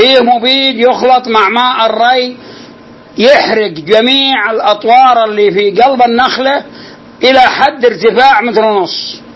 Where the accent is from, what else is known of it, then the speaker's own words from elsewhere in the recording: Al-Qassim, Saudi Arabia; وحصل عندنا في القصيم عدة نخيل